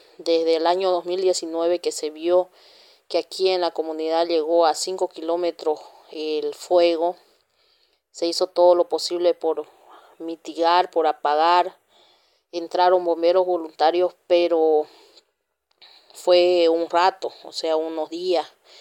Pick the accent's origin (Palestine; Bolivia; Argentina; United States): Bolivia; San José de Chiquitos, Santa Cruz; soy presidente de la Organización de Mujeres Indígenas de la Comunidad San Juan de Chiquitos, de la TCO Turboeste, municipio de San José de Chiquitos, del departamento de Santa Cruz.